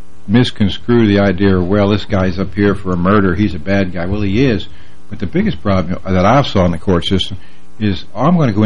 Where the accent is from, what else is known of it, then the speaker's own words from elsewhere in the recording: Connecticut, United States; Well, I'm from Southern Connecticut.